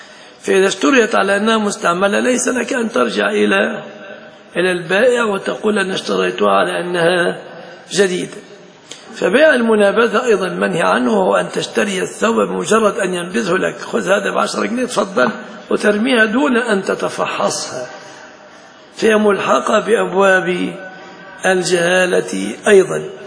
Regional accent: Egypt; يتفصل جيبة عندنا في مصر

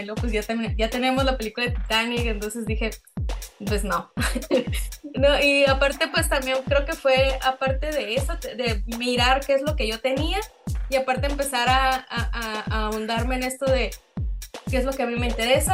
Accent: Isla de Cedros, Baja California, Mexico; born there; en los años 50 en Isla de Cedros, ¿no?, que es el lugar donde yo nací y de donde es mi familia materna.

